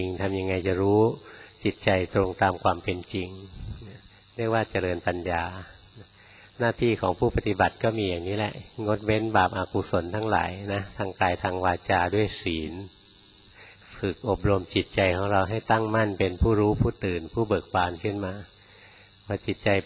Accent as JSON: {"language": "Thai", "region": "Bangkok", "country": "Thailand", "tie": "born or raised there", "said": "เราคนกรุงเทพเกิดกรุงเทพไปภาวนาในวัดป่าครั้งแรกๆนะ"}